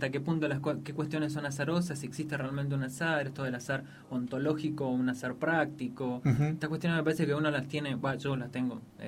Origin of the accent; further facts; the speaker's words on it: San Juan, Argentina; Yo soy sanjuanino, entonces uno está acostumbrado